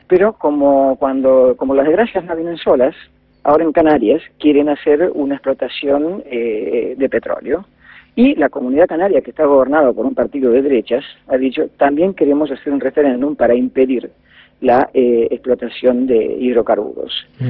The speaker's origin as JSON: {"language": "Spanish", "country": "Argentina", "moved": "yes", "lives_now": "Catalonia, Spain", "said": "yo, que soy un argentino que hace 25 años que vivo acá, o un inmigrante"}